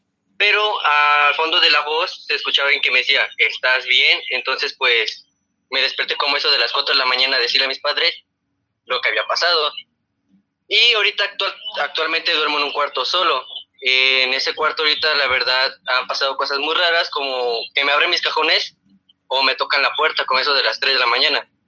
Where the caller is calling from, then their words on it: Cuernavaca, Morelos, Mexico; de Cuernavaca.